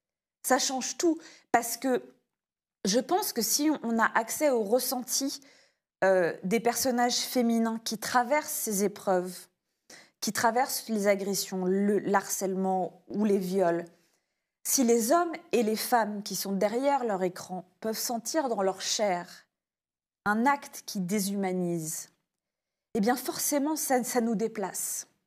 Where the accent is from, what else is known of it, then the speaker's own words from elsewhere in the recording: United States; now in France; je suis franco-américaine, j'ai fait mon doctorat à NYU, donc je viens des États-Unis